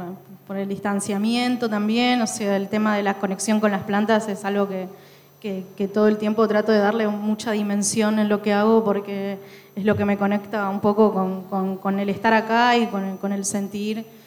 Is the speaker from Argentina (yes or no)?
yes; Corrientes, Argentina; moved away; yo soy de Corrientes, pero me fui hace muchos años, no pertenezco a la escena local.